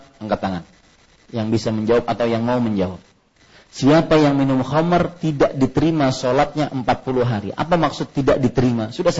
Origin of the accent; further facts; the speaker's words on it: Banjarmasin, South Kalimantan, Indonesia; dari kecil di Banjarmasin saya ingat sekali ajaran mama, tidak boleh ribut kalau orang sholat.